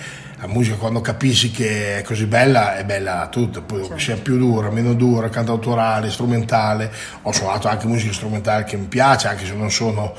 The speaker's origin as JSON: {"language": "Italian", "town": "Monzuno", "region": "Emilia-Romagna", "country": "Italy", "tie": "born or raised there", "said": "Ho iniziato da piccolino, ormai 7-8 anni, nella banda del mio paese. Abito nella banda di Monzuno, abito lì vicino"}